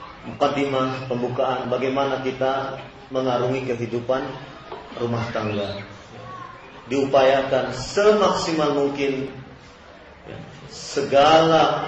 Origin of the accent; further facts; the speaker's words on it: Cirebon, West Java, Indonesia; karena saya orang Jawa Barat misalnya, saya orang Cirebon ini, kalau bicara mesti kedengaran oleh orang Jawa itu mesti kasar.